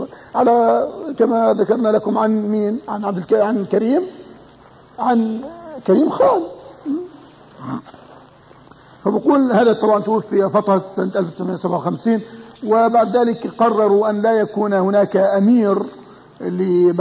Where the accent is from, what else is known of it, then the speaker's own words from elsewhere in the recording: Jordan; مجموعة مدارس الأطفال عندنا في الأردن،